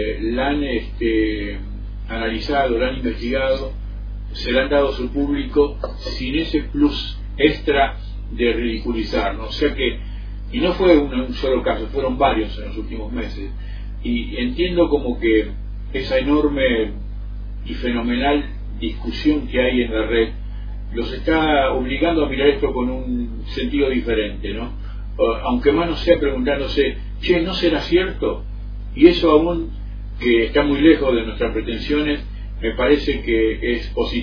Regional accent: Argentina; De pronto en mi país, donde hace menos de un año, todo lo que tenía que ver con la ómnibus extraterrestre era motivo de risa

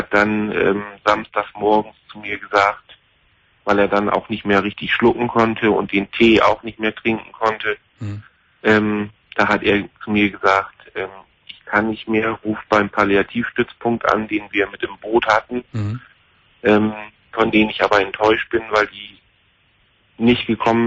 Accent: Lower Saxony, Germany; ich komme jetzt ja hier aus Ostfriesland

